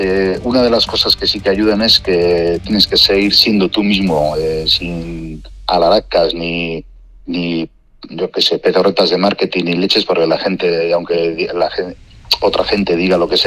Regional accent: Basque Country, Spain; first language eu; Spanish is a second language; al principio hacíamos todo en euskera, que es mi lengua materna y demás

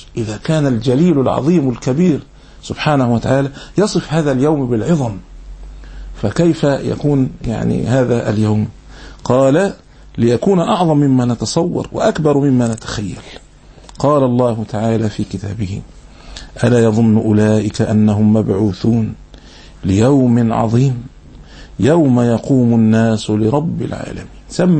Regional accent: Alexandria, Alexandria Governorate, Egypt; هذه عندنا في الإسكندرية

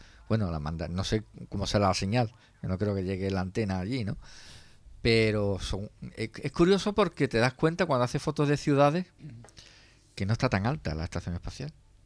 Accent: Jerez, Andalusia, Spain; somos andaluces, claro, y de Jerez, que no es lo mismo que sea andaluz de Granada o andaluz de Jaén.

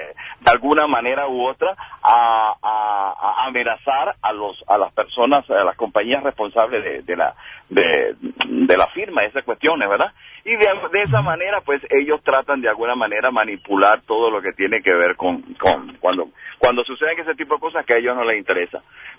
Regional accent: Venezuela; Yo ya debes darte cuenta que soy venezolano.

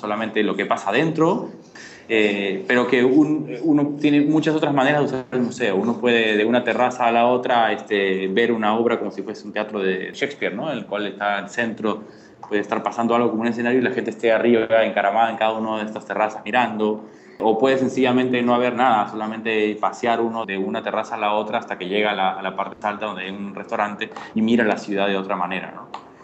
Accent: Peru; soy arquitecto de Perú.

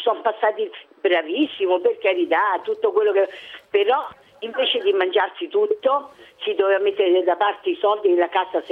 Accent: Rome, Lazio, Italy; born there; Io sono nata a Roma, abito a Roma.

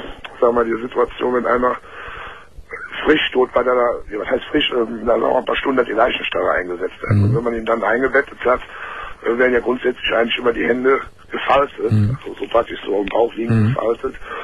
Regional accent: Cologne, North Rhine-Westphalia, Germany; Also ich komme aus Köln, kann mir ruhig sagen.

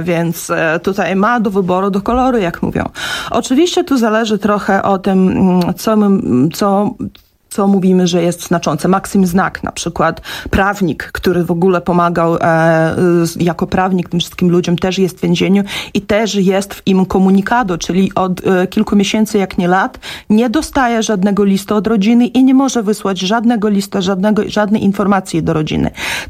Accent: Grodno, Grodno Region, Belarus; pochodzi z mojego rodzinnego miasta Hrodna

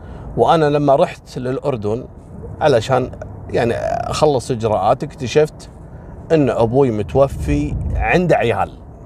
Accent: Kuwait; وكذلك عندنا في الكويت مثل الجهرة والأحمدي، لأنها قريبة جنب بعض

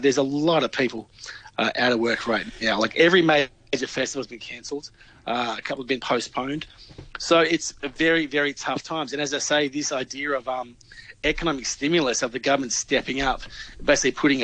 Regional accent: Victoria, Australia; I mean, in my home state, Victoria, they declared a state of emergency.

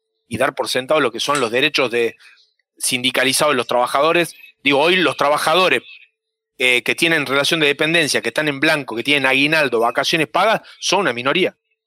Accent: Argentina; lo que hablan de nuestra identidad como Argentina en el mundo.

